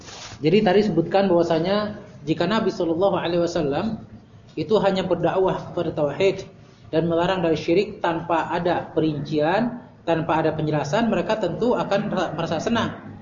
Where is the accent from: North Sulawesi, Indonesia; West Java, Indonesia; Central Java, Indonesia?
West Java, Indonesia; Ya ke orang Sunda, ya bukan tasabuk lah, saya orang Sunda. Ya. Sunda asli, USA ya, orang Sunda asli.